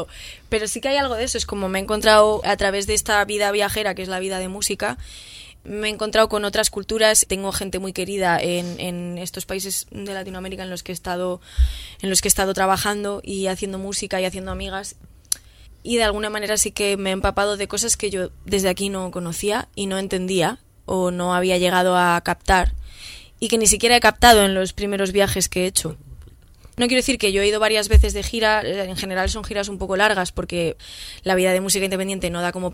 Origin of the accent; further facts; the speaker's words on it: Madrid, Community of Madrid, Spain; yo desconocía, pues porque soy una persona de Madrid.